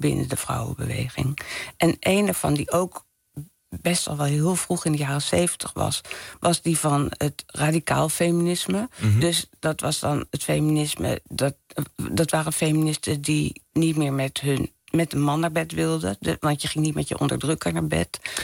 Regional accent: Leiden, South Holland, Netherlands; Ik ben opgegroeid in Leiden.

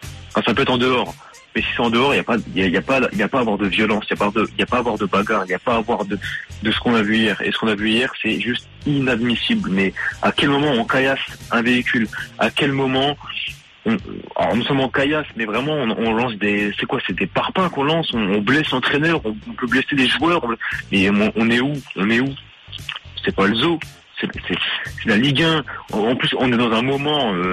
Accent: Marseille, Provence-Alpes-Côte d'Azur, France; Justement, en tant que Marseillais

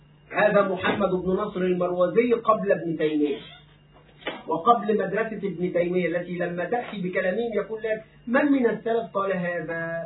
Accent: Egypt; أنا في بلدي مصر مستقر، لا أريد السفر إلى أي دولة

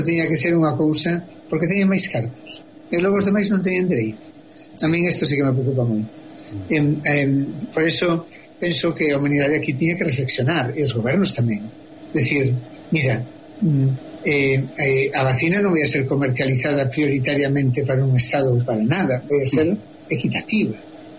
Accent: Galicia, Spain; eu, como moito galego, son un poquinho do lugar.

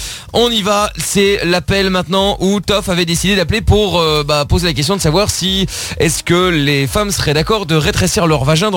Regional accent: Paris, Île-de-France, France; Oui, je suis de Paris, oui.

